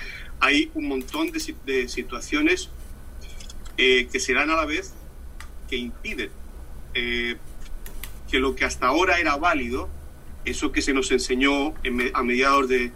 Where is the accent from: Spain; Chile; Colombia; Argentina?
Spain; now in Miami, United States; vivo en Miami, en Estados Unidos. Soy español, de todas formas, llevo mucho tiempo viviendo aquí.